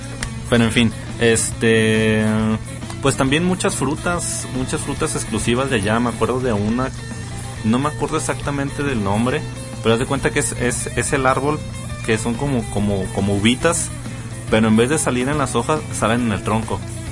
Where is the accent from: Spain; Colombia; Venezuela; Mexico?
Mexico; y luego soy mexicano, no, pues bien felices, no, es mexicano por aquí, mexicano por allá